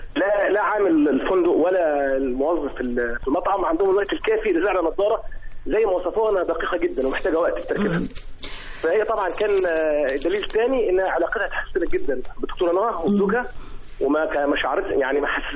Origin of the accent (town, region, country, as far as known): Tanta, Gharbia, Egypt